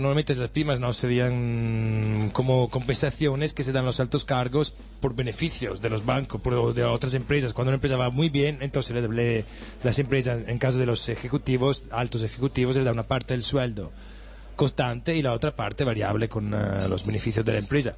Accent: northern Italy, Italy; yo soy del norte de Italia y no hay naranjos porque es bastante más frío y más húmedo

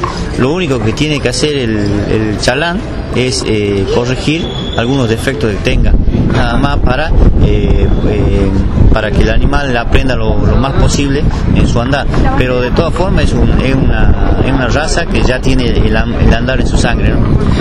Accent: Salta, Argentina; Nosotros en este caso venimos de Salta, que estamos a 2.000 kilómetros

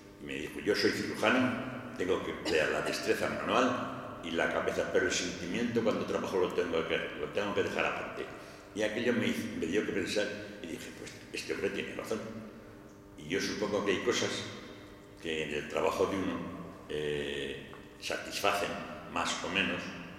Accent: Aragon, Spain; Pues como es natural, yo sigo siendo aragonés

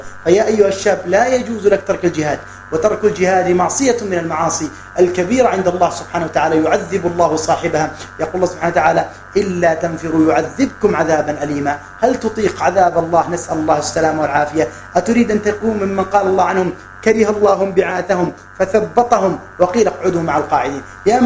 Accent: Mecca, Makkah Province, Saudi Arabia; ما أتينا نحن من مكة وأتى غيرنا من كذا وكذا

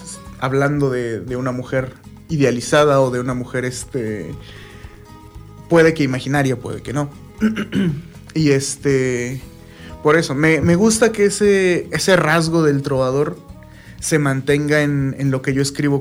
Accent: Miraflores, State of Mexico, Mexico; Abajito de Tlalmanalco.

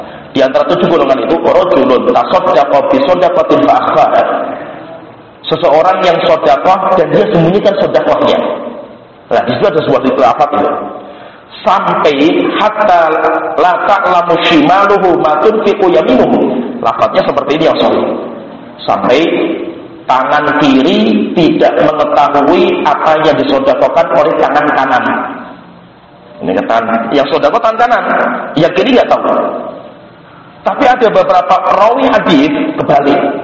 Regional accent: Java, Indonesia; Kita orang Jawa. Kita itu orang Jawa.

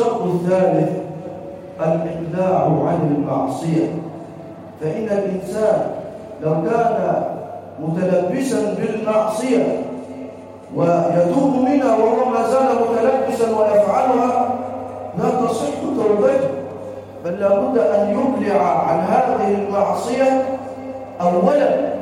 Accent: Egypt; واجعل بلدنا مصر راحة للأمن والأمان والسلم والسلام

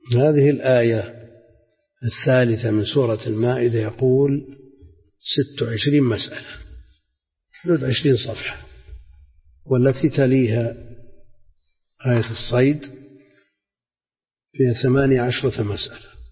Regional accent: Najd, Saudi Arabia; ما يعرف عندنا في نجد مثلا

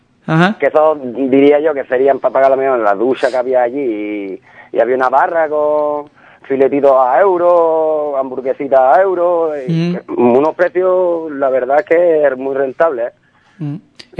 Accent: Ubrique, Andalusia, Spain; saben que somos de Ubrique y saben que jugamos al fútbol casi la mayoría

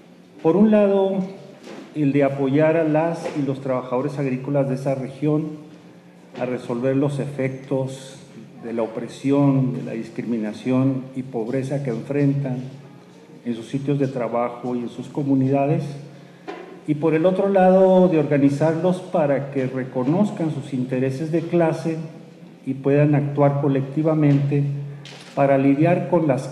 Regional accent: New Mexico, United States; en la región de donde vengo, en el caso, por ejemplo, de la cosecha de chile de Nuevo México

